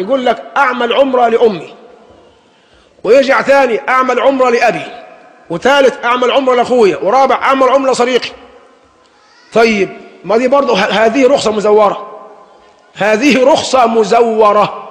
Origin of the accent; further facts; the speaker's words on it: Egypt; لكن نحن كمصريين بالذات أدمنا أن نسير بالرخص المزورة